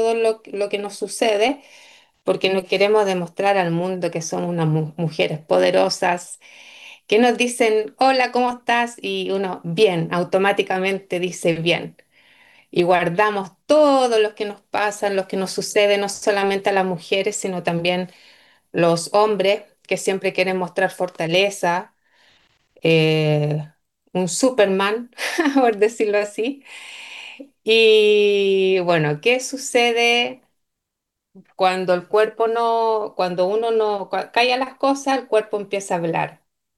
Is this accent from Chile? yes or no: yes; Chile; soy chilena, continúo acá en mi país natal y espero seguir en mi país natal y también conocer otros lugares